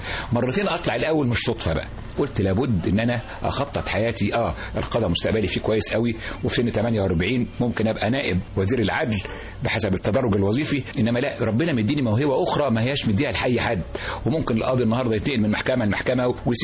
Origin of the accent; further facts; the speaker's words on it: Cairo, Cairo Governorate, Egypt; born there; وطبعا جدي وجدتي الوالدتي الحقيقة كانوا في قرية جزيرة شارونة في المنيا في مغاغة. أنا اتولدت في القاهرة إنما كنت بروح أزورهم كل صيف شهر شهرين ثلاث شهور